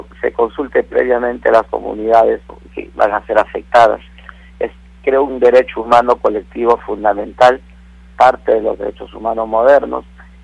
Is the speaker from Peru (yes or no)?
yes; Peru; todos entendemos que somos peruanos y nos sumaremos para construir un nuevo Perú